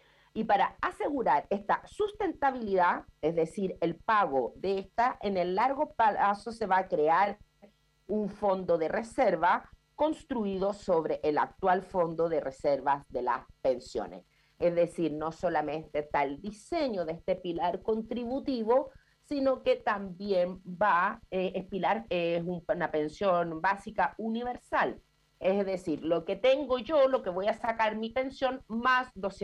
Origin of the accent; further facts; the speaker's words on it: Chile; Como los chilenos todos nos gusta abreviarlo